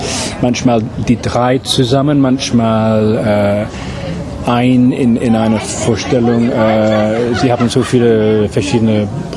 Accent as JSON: {"language": "German", "region": "England", "country": "United Kingdom", "second_language": "German", "said": "Ich bin Engländer, ja."}